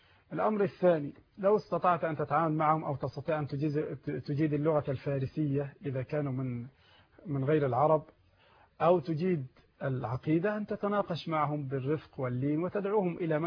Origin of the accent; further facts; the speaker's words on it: Egypt; البنوك عندنا في مصر ثلاثه اقسام